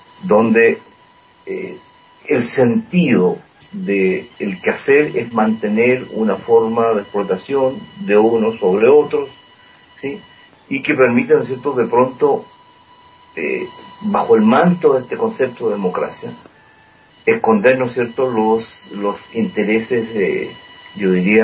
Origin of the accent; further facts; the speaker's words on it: Chile; nosotros como chilenos vivimos esa experiencia muy dura, muy fuerte